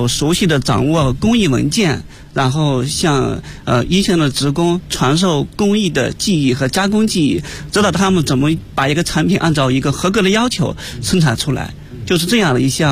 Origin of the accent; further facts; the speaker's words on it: Zhangbei, Hebei, China; now in Beijing, China; 因为我是来自河北张北的一个乡下。